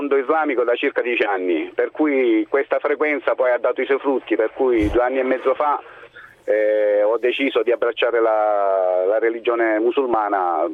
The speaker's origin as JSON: {"language": "Italian", "town": "Lecce", "region": "Apulia", "country": "Italy", "tie": "born or raised there", "said": "Poi io sono originario di Lecce, per cui insomma questo ha facilitato il tutto"}